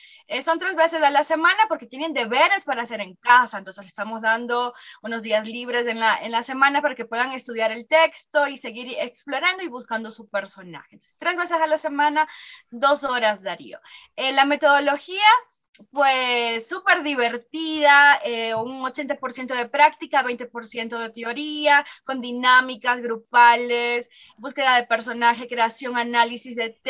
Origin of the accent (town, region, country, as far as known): Venezuela; moved away as an adult; now in Ecuador